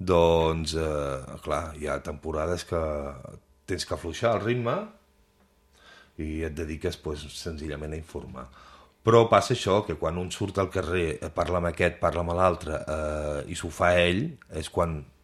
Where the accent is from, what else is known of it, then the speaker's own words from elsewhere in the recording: Girona, Catalonia, Spain; jo sóc de Girona, però ja t'he dit, vic a Guissal, no?